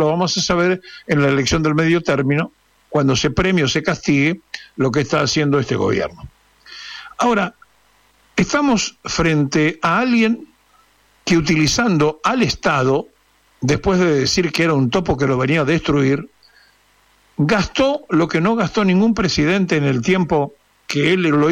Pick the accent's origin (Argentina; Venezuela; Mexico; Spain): Argentina; que somos sus integrantes, que somos los argentinos